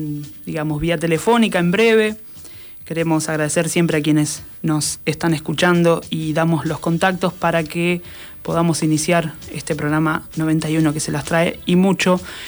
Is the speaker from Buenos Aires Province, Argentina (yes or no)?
yes; Carlos Casares, Buenos Aires Province, Argentina; editado en mi tierra oriunda de Carlos Casares, allá por el 2001